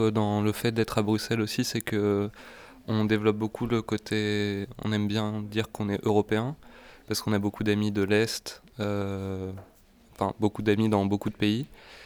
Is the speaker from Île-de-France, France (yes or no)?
yes; Paris, Île-de-France, France; Non, on est de Paris, nous.